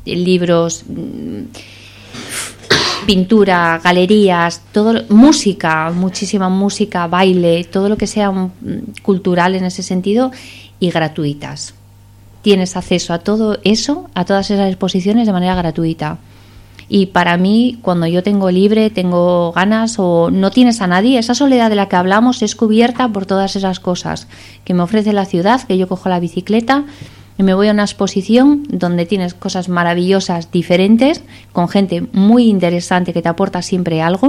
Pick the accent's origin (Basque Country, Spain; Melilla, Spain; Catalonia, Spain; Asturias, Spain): Asturias, Spain; yo vengo de Asturias, entonces es verde, es agua y hace frío y humedad, ¿no? Bueno, allí no hace tanta humedad